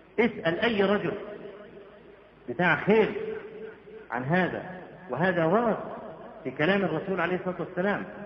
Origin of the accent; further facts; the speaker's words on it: Egypt; واحنا عندنا في مصر بدعه قبيحه